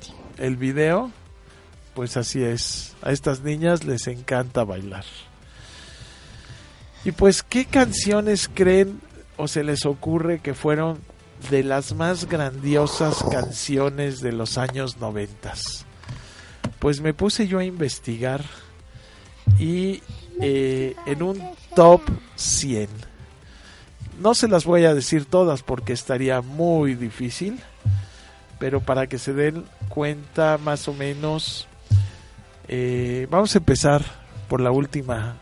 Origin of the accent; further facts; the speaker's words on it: Mexico; Somos mexicanos y aquí estamos.